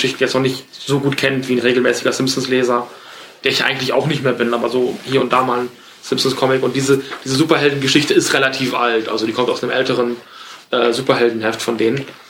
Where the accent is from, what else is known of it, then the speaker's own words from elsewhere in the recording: West Germany, Germany; Ich bin aber auch so in den 80ern geboren, ich bin im Westen aufgewachsen.